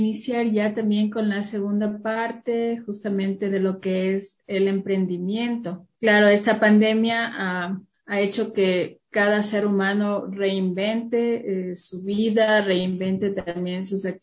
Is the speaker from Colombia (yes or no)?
no; Ecuador; de nosotros, los ecuatorianos, sea promovida y donde vayamos no tengamos vergüenza de decir, sí, en mi país tenemos otavaleños